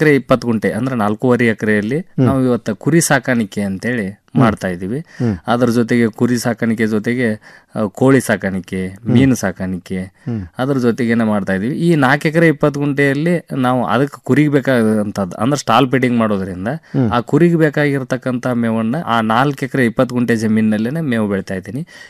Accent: Morab, Karnataka, India; ನಾವು ಮೂಲತಃ ಧಾರವಾಡ ಜಿಲ್ಲಾ ನವಲಗುಂದ ತಾಲೂಕು ಮೊರಬ ಗ್ರಾಮದ

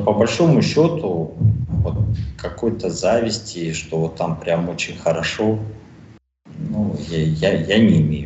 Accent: Almaty, Kazakhstan; moved away; also born or lived in Kaliningrad, Russia; Я в то время, кстати, жил в Казахстане. Вернее, я родился и вырос в Казахстане, в Алма-Ате. А потом 2,5 года жил в Калининграде

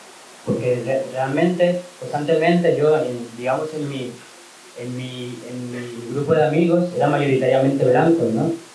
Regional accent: Colombia; born there; Yo nací en Colombia y tengo muchos hermanos

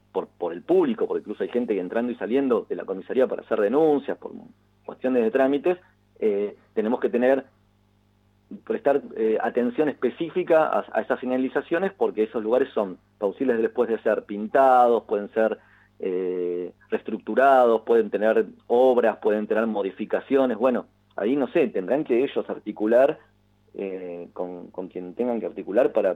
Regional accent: Mar del Plata, Buenos Aires Province, Argentina; yo como soy, a ver, todos nosotros, vos también, Claudio, sos marplatense, sos bonaerense y sos argentino, ¿no?

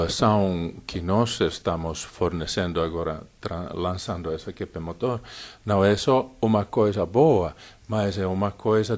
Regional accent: Finland; Portuguese is a second language; Na Finlândia, na minha terra, está chovendo água.

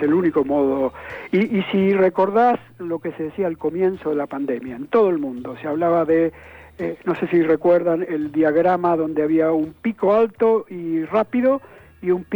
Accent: Argentina; Honestamente, como argentino

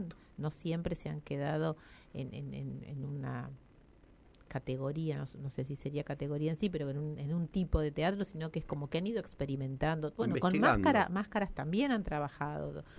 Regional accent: La Pampa, Argentina; Yo llegué regresé a la provincia de La Pampa en el año 91, en el 93 me instalé acá en Santa Rosa

